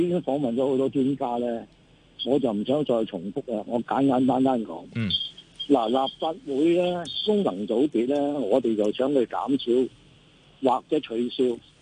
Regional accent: Hong Kong; 我七十幾歲土生土長的，我覺得兩個字對香港失望。

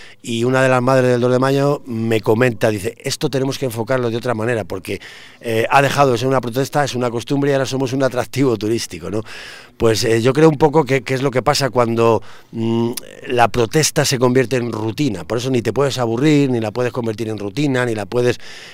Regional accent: Segovia, Castile and León, Spain; sabes que somos de Segovia, somos de Castilla

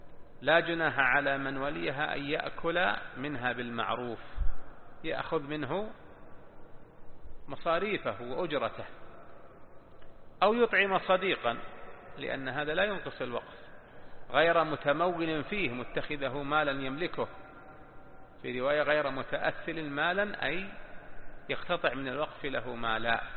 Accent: Najd, Saudi Arabia; تسمى عندنا في نجد وصايا وصية

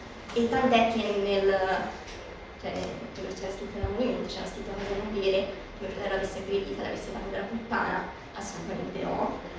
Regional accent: Messina, Sicily, Italy; Io sono messinese

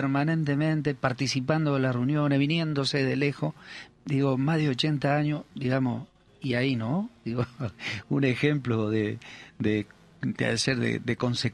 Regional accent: Uruguay; now in Argentina; nuestro paisito, dado que somos uruguayos

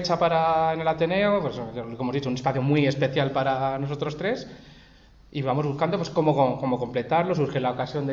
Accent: Pinto, Community of Madrid, Spain; somos tres personas de Pinto que nos ha unido esa vivencia, digamos, geográfica

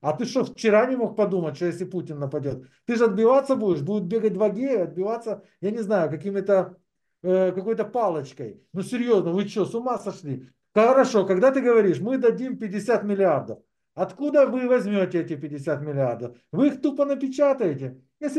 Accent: Ukraine; Я украинец. Я буду за свою страну

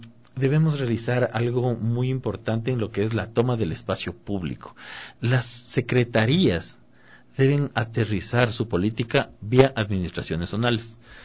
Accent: Quito, Pichincha, Ecuador; Creo que nosotros como quiteños estamos decididos y estamos ávidos a tomarnos la ciudad

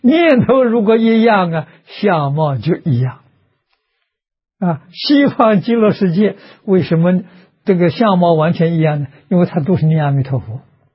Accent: China; 所以他们对于善导的崇拜，我中国人比不上啊！

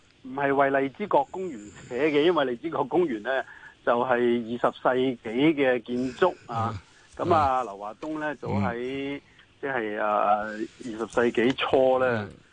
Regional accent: Guangdong, China; 即係凡係棍咧，我哋廣東人講親咧，都係嗰啲騙徒啊。

